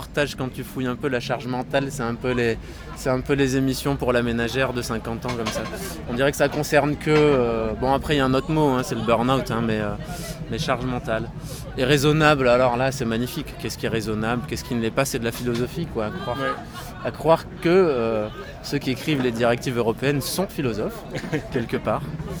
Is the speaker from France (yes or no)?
yes; France; now in Belgium; Moi, pour ma part, je suis français d'origine